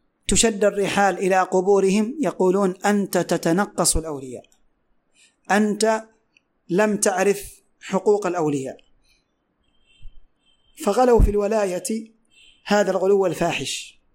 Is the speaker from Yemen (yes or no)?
yes; Yemen; ومثل ما هو حاصل اليوم عندنا في اليمن